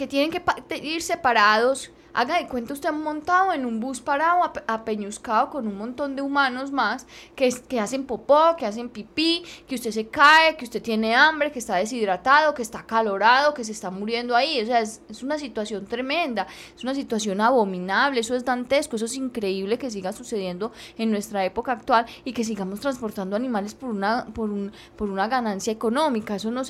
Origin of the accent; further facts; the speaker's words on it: Colombia; como colombianos tenemos que empezar a exigir que no se repita